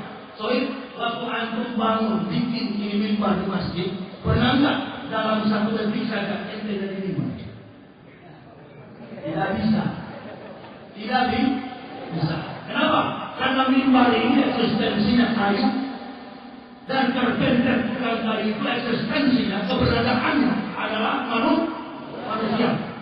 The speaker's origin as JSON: {"language": "Indonesian", "town": "Manado", "region": "North Sulawesi", "country": "Indonesia", "said": "saya ini orang Manado."}